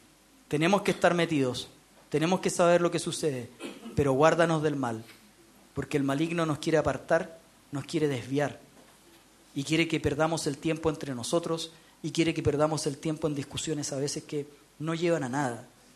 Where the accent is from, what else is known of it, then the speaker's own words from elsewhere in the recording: Chile; Formamos parte de esta sociedad, somos chilenos, formamos parte de nuestro país, no podemos estar enajenados.